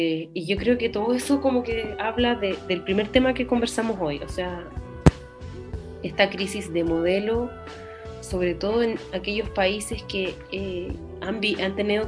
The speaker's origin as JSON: {"language": "Spanish", "country": "Chile", "said": "yo creo que los chilenos somos reconocibles entre chilenos."}